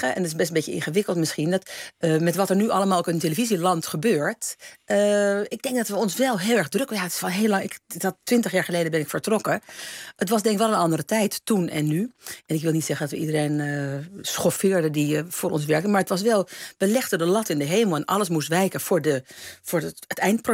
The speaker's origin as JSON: {"language": "Dutch", "town": "Amsterdam", "region": "North Holland", "country": "Netherlands", "tie": "born or raised there", "also_born_or_lived": "Utrecht", "said": "Nee, ik ben in Amsterdam opgegroeid, in Amsterdam. En ik ben daarna, heb ik nog in Utrecht gewoond. En ik ken hem uit de tijd dat ik in Utrecht woonde. Althans, kende ik Jantje, dus ook Frans. Maar ik ben een Amsterdamse."}